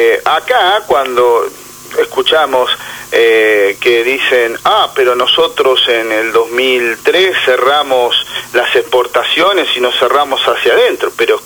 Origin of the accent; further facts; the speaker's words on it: Argentina; nosotros estemos en un estado de situación como sociedad argentina